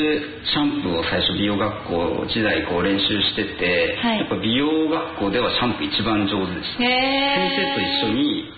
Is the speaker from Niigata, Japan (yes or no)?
no; Akita, Japan; moved away as an adult; 僕秋田県出身なんですけど、